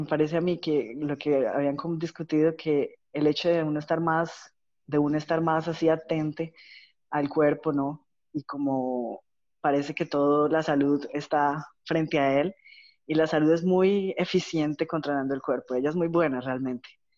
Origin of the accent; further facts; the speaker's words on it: Colombia; now in Florianópolis, Brazil; yo soy de Colombia, pero vivo en Brasil, ya hace unos 8 años, aquí en Florianópolis.